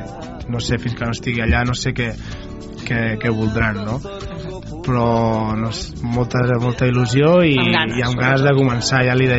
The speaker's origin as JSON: {"language": "Catalan", "town": "Manresa", "region": "Catalonia", "country": "Spain", "tie": "born or raised there", "said": "jo sóc d'aquí, mai he marxat"}